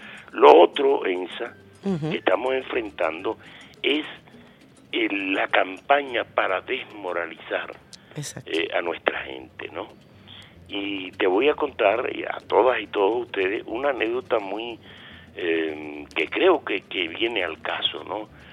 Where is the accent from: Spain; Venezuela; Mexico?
Venezuela